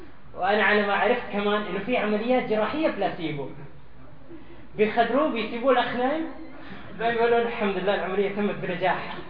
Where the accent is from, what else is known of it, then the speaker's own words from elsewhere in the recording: Syria; ما نقصد جنسية معينة لكن أنا شيخ سوري